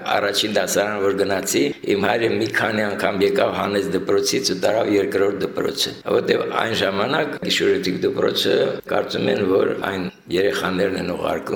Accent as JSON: {"language": "Armenian", "town": "Stepanakert", "region": "Nagorno-Karabakh", "country": "Azerbaijan", "tie": "born or raised there", "said": "Ասացիք արդեն, ծնվել եմ Ստեփանակերտում, 7 տարեկանից հաճախեցի Ստեփանակերտին նորաբաց գիշերօթիկ դպրոց։"}